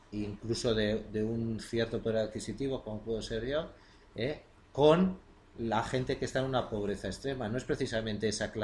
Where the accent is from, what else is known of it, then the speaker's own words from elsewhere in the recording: Basque Country, Spain; Nosotros somos una izquierda europea, la vasca